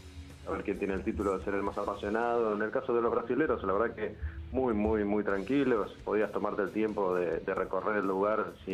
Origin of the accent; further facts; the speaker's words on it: Argentina; cada vez que hablas con un brasilero y decís que sos argentino